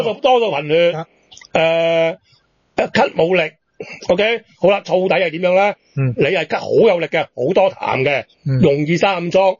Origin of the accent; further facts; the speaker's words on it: Hong Kong; 一样可以嘅，我香港人噶嘛。